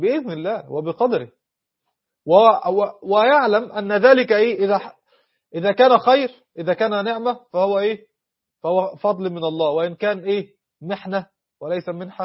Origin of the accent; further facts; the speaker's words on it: Egypt; احنا عندنا في مصر بيقول لك مثل ايه